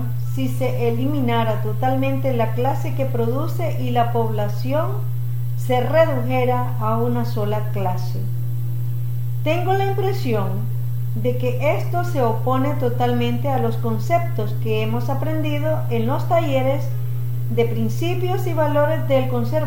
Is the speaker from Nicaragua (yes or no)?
yes; Nicaragua; estos conceptos yo los he escuchado desde mi niñez aquí en Nicaragua.